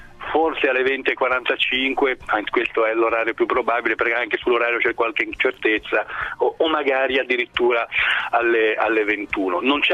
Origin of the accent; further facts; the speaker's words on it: Genoa, Liguria, Italy; Sono di Genova